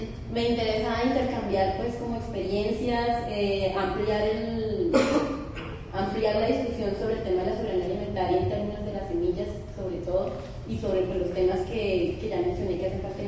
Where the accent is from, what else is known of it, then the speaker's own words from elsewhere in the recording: Bogotá, Colombia; vengo de Bogotá